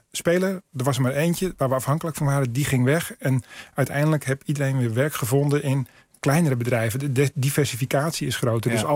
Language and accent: Dutch; Netherlands; Of we zeggen heel chauvinistisch als Nederlander